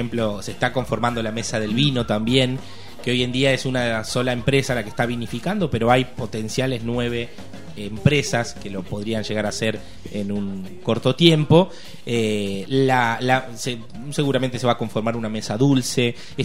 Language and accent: Spanish; Azul, Buenos Aires Province, Argentina; born there; now in Tandil, Argentina; yo soy nacido en Azul, yo hace 3 años que estoy viviendo en Tandil.